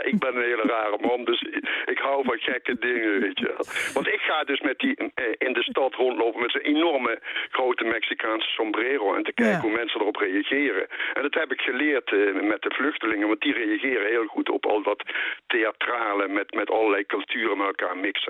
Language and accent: Dutch; Eijsden, Limburg, Netherlands; born there; ik ben dus een halve Belg, want ik ben in IJsden geboren. En als ik mijn voet over de spoorlijn zet, zat ik in België.